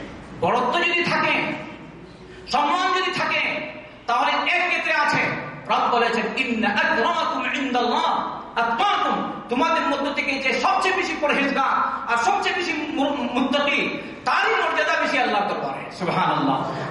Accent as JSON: {"language": "Bangla", "country": "Bangladesh", "said": "আমি বললাম আমি কলকাতা না, আমি হচ্ছি বাংলাদেশি, আর এ হচ্ছে কলকাতা।"}